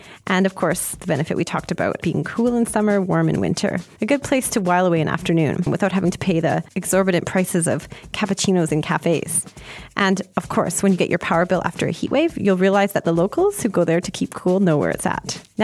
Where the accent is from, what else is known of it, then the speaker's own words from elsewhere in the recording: Canada; because I'm too Canadian.